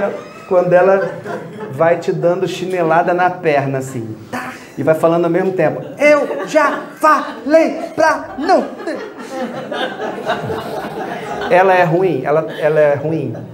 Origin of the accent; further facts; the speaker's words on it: Rio de Janeiro, Brazil; eu sou carioca, moreno, cabelo encaracolado, botafoguense, estudei Índia.